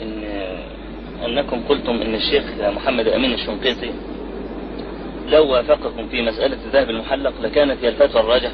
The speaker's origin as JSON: {"language": "Arabic", "country": "Egypt", "said": "يعني إحنا عندنا في مصر الموظف يأخذ 40 جنيه مثلا أو 50"}